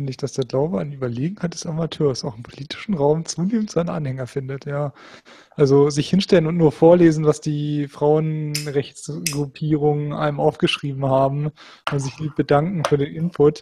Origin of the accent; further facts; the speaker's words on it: Hannover, Lower Saxony, Germany; ich bin auch in Hannover aufgewachsen, war nur also ich war selber zwar nicht evangelisch, aber ich war halt nur umgeben von solchen Leuten.